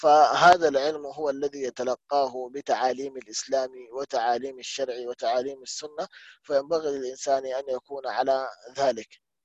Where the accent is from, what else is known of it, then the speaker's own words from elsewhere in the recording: Mecca, Makkah Province, Saudi Arabia; مثلا عندنا في مكة مثلا